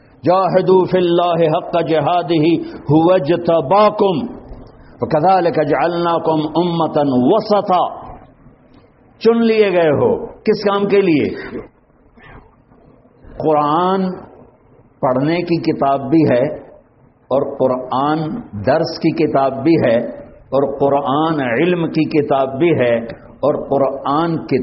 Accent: Tulamba, Punjab, Pakistan; ہمارا تلمبا قصبہ ہے, اس کے ساتھ میرا گاؤں ہے اور ایک لاکھ کی آبادی کا چھوٹا سا شہر ہے.

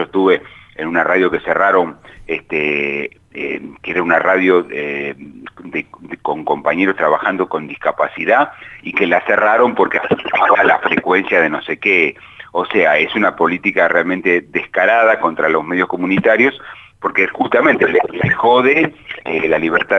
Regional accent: Argentina; tanto como argentinos, como ciudadanos, en cuanto a cómo nos afecta

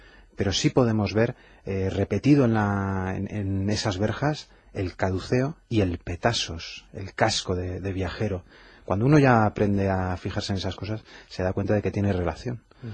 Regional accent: Madrid, Community of Madrid, Spain; los que somos madrileños como tú y yo de pura cepa

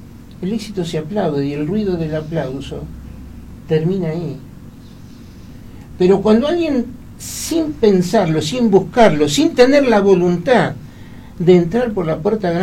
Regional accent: Argentina; me alcanza y me sobra como argentino para sentirme orgulloso de lo que han hecho.

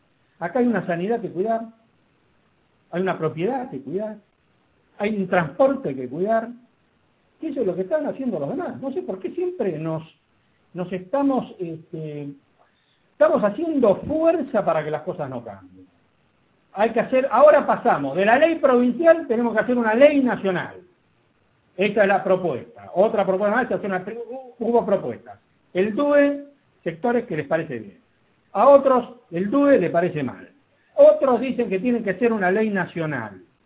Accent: Argentina; todavía hay gente que piensa que en la Argentina, como somos argentinos, no podemos hacer nada.

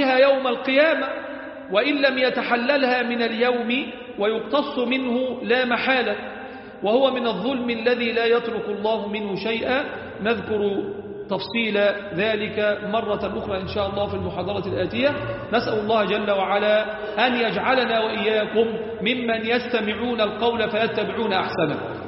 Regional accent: Egypt; ربنا احفظ بلدنا مصر وسائر بلاد

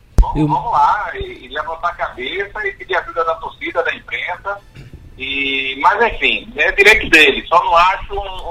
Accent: Northeast Region, Brazil; Dá orgulho de ver como nordestino

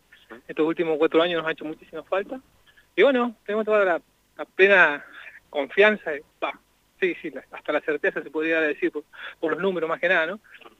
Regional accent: Zapala, Neuquén, Argentina; También de Zapala, venimos acá al acto de Cristina.

